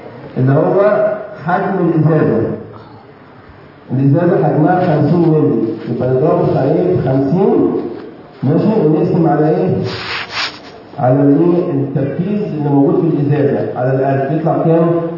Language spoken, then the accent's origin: Arabic; Egypt; اللي موجود عندنا في مصر ده تركيزه 2%